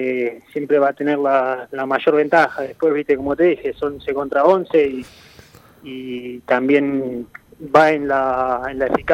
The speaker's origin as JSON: {"language": "Spanish", "town": "Mercedes", "region": "Buenos Aires Province", "country": "Argentina", "said": "mi vida deportiva arrancó de chico. Yo soy del interior de Buenos Aires."}